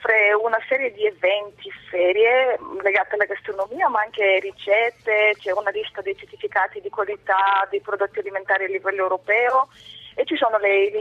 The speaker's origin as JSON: {"language": "Italian", "country": "Bulgaria", "second_language": "Italian"}